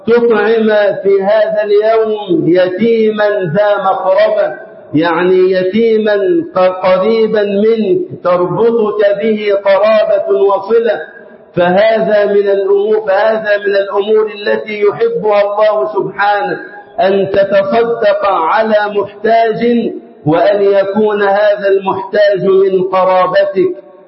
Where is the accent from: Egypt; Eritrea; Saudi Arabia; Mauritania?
Egypt; اللهم اجعل بلدنا مصر أمنا أمانا وسائر بلاد